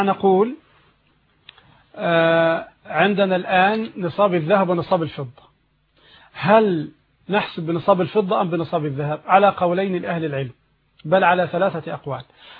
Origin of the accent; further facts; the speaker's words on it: Egypt; لكن تقريبا عندنا في مصر الآن بـ150 تقريبا